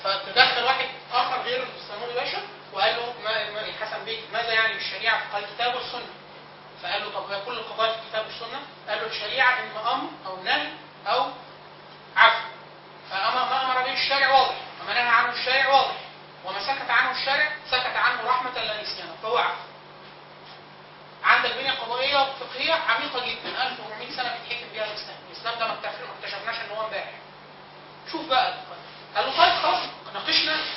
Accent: Egypt; لا احنا مصريين احنا نعمل قانون مصري عربي

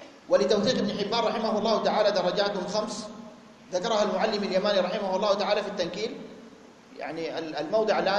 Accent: Sudan; مجموعات الغلاة الموجودة عندنا في السودان وفي غيرها

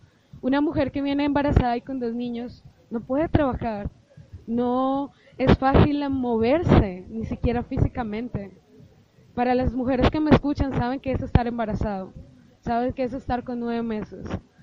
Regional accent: Colombia; now in Mexico; yo que soy colombiana.

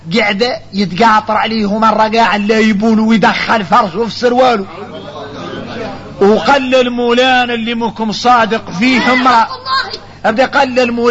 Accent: Mauritania; هذا كثير فينا احنا موريتاني

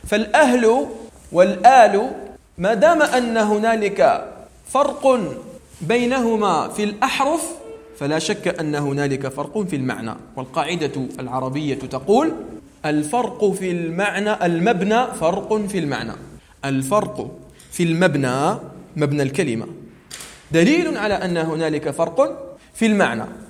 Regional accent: Algeria; عندنا في الجزائر، فنحن في الجزائر لسنا عربا، نحن بربر في الأصل، وأنسابنا منقطعة بسبب الاستدمار الفرنسي.

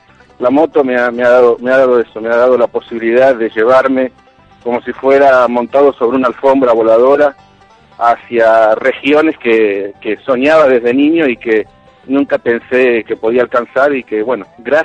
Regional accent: Buenos Aires, Argentina; born there; Nací en Buenos Aires, en Argentina, sí.

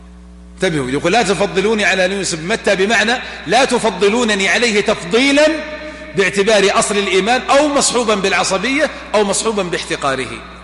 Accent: Najd, Saudi Arabia; ولا عندنا في نجد

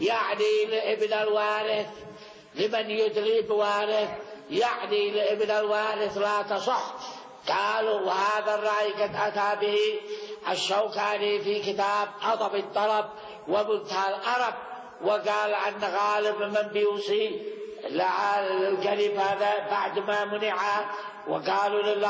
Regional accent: Yemen; وأما عندنا في اليمن فمعنى شيء ثاني، يتحيل بالورث.

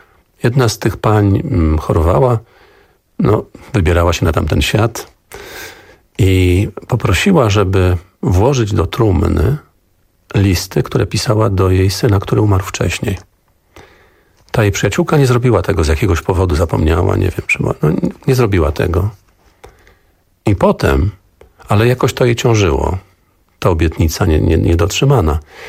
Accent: Szczecin, West Pomeranian Voivodeship, Poland; born there; Ja urodziłem się w Szczecinie. Moi rodzice przyszli na świat na Pomorzu Zachodnim, ale ich rodzice przyjechali tutaj z różnych stron. Babcia ze strony taty z Wilna, babcia od strony mamy urodziła się w Bieszczadach.

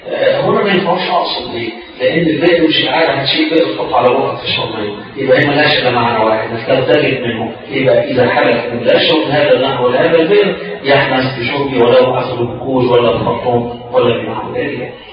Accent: Egypt; لان مش الغدا عندنا احنا او كمصريين الغدا وقت الظهر

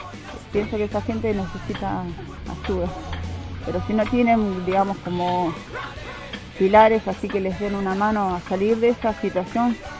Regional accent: Buenos Aires, Argentina; yo me casé de Viña Moreno, pero yo no era de Moreno, no conocía, vengo de Capital.

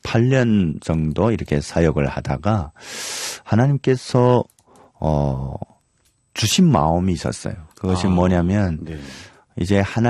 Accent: North Korea; now in South Korea; 사람들이 뭐 저를 북한에서 왔는지

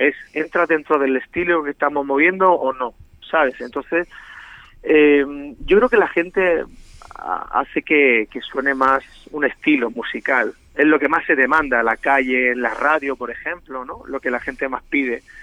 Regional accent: Region of Murcia, Spain; now in Barcelona, Spain; por mi parte como murciano que yo soy, ¿no?

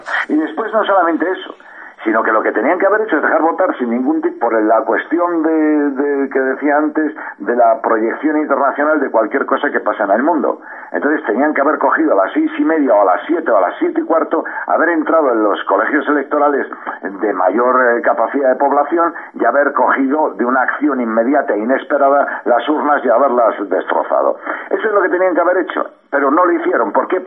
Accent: Spain; afortunadamente somos españoles

